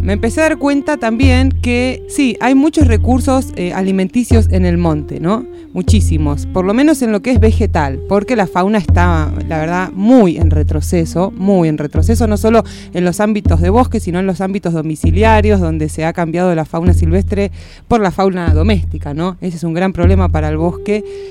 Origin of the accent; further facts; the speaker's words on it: Buenos Aires, Argentina; born there; now in Córdoba, Argentina; yo vivo en Córdoba hace 10, porque nací en Buenos Aires. Cuando yo me vine, como mucha gente, buscando un cambio de estilo de vida